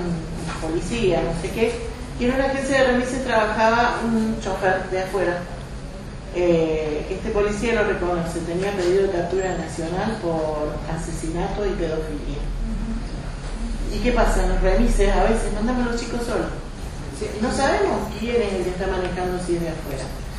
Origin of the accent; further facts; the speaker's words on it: Capilla del Monte, Córdoba, Argentina; Soy de Capilla del Monte desde toda la vida. Elegí quedarme acá.